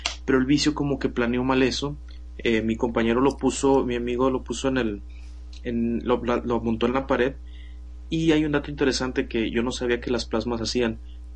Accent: Mexico; Pero como buen mexicano, debo decir

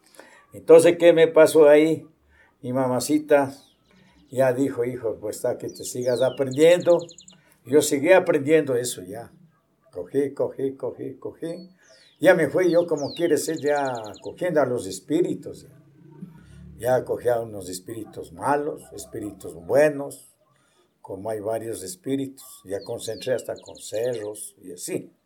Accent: General Pinto, Pichincha, Ecuador; born there; Yo tengo 63 años. Soy nacido en General Pinto, porque mis madres eran partidario acá en Tumbaco, en Cunuyaco.

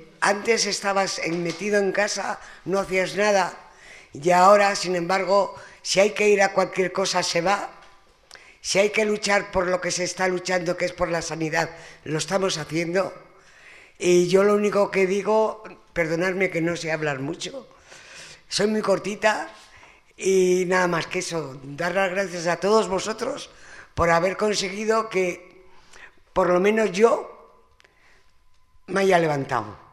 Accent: Madrid, Community of Madrid, Spain; también soy de Abrantes, soy una señora ya mayor, porque tengo 78 años

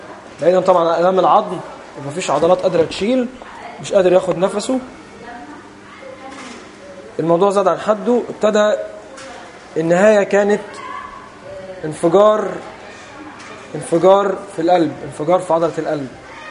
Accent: Egypt; وليه رفات هنا عندنا في مصر

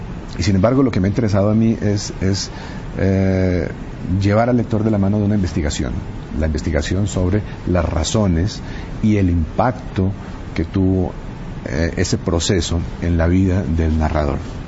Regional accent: Colombia; una suerte de hilo conductor de la historia del siglo XX en mi país, que comenzaba a principios de siglo con un momento de heroísmo, con la guerra contra el Perú

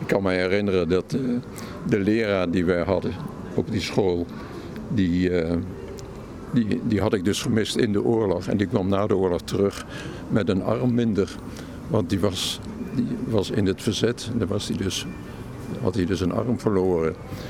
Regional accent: Zwolle, Overijssel, Netherlands; Dus van 9 tot 14 jaar heb ik dus de oorlog meegemaakt in het oosten van het land. Ik kom uit Zwolle.

